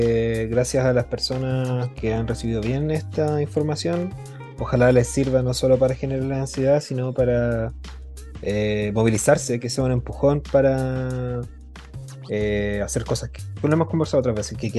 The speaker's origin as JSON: {"language": "Spanish", "country": "Chile", "said": "Colombia, como chilenos, probablemente tampoco entendamos pico de lo que están hablando."}